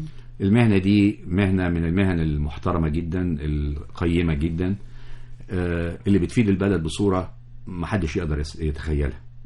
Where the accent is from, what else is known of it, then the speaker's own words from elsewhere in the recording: Egypt; مصر ليها سحر احنا يا مصريين مش مدركينه.